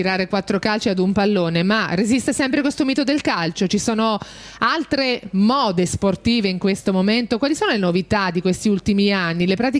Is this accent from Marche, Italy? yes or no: yes; Marche, Italy; perché lo sai che io da marchigiana seguo con particolare affetto